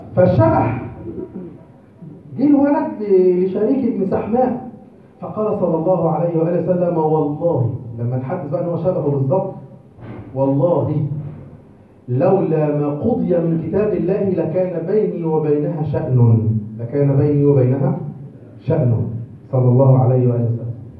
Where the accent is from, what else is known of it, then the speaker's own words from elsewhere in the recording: Egypt; فبقى في خلل في القضاء المصري عندنا في مصر